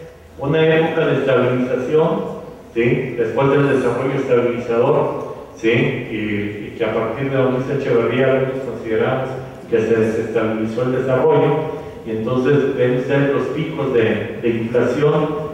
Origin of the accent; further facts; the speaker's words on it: Mexico; Nos encanta como mexicanos meternos en círculos viciosos, ¿sí?